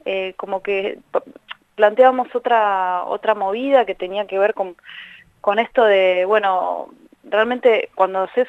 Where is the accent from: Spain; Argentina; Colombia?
Argentina; Carapachay, Buenos Aires Province; de Carapachay.